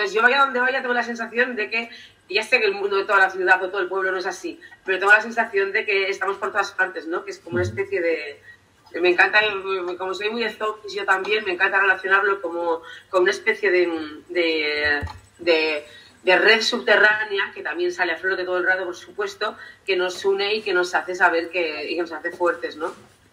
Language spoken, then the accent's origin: Spanish; San Sebastián, Basque Country, Spain; born there; also born or lived in Errenteria; Pero yo nací en Donosti. Pero yo siempre que nací en Rentería, porque me considero que tiene mucho más que ver con mi biografía.